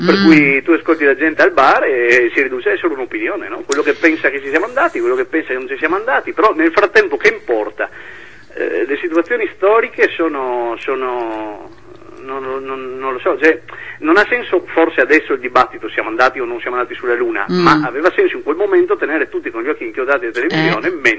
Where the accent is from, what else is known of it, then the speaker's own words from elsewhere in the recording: Trieste, Friuli-Venezia Giulia, Italy; nella zona da cui provengo, io sono di Trieste, nella zona del nord-est